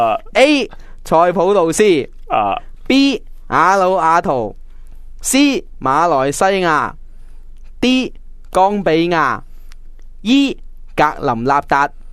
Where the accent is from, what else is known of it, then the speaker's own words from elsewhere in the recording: Hong Kong; 但你要谂下，我哋香港人就识得多啲日文